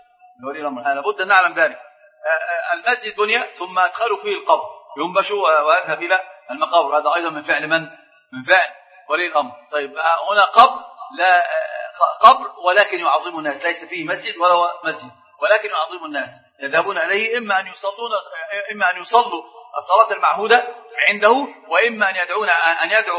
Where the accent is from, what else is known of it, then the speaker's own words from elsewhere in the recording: Egypt; عندنا في مصر مثل عجيب